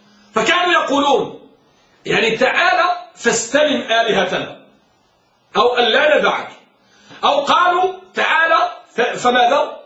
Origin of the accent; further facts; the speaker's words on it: Morocco; الآن مثلا عندنا في المغرب موضوع التسهيل التسهيل، الرفق الرفق